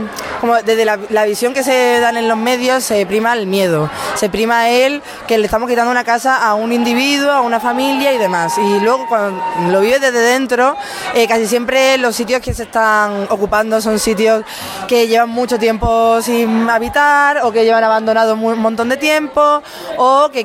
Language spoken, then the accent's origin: Spanish; Nerja, Andalusia, Spain; now in Granada, Spain; Que yo también soy de Málaga. Yo soy de un pueblo, encima soy de Nerja, que Nerja ya es simplemente guiris, solamente desde alemanes.